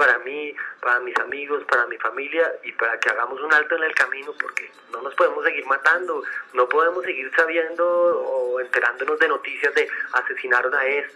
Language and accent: Spanish; Colombia; nosotros como colombianos también tenemos que parar ya